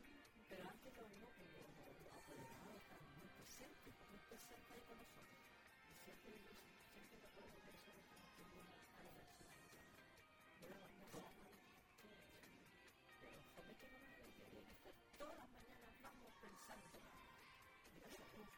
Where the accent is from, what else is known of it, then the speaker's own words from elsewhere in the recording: Coelemu, Ñuble, Chile; Yo nací en Coelemo. Y en mis primeros, hasta sexto año, yo estudié en Coelemo.